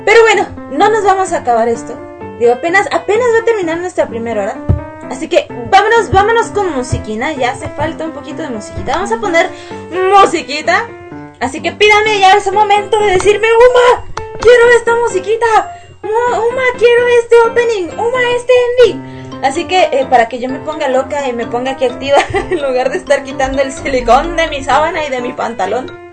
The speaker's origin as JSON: {"language": "Spanish", "region": "Mexico City", "country": "Mexico", "said": "Porque además yo soy de la Ciudad de México y de repente me salen acentos de otros lados"}